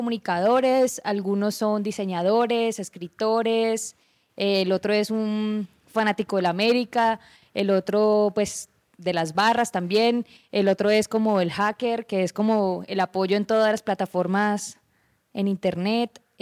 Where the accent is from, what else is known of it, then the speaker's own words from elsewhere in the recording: Cali, Valle del Cauca, Colombia; Yo soy caleña, pero cuando estoy mucho tiempo con los paisas se me pega un paisa raro, entonces como un híbrido.